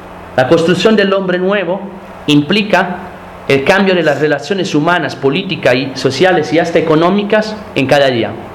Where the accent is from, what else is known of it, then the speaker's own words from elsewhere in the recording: Rome, Lazio, Italy; nosotros, por ejemplo, venimos de Roma y pues donde pues casi no hay fábricas.